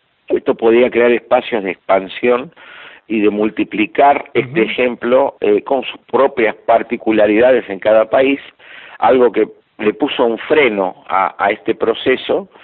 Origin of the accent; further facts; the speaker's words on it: Argentina; yo sigo siendo optimista y también como soy argentino y latinoamericano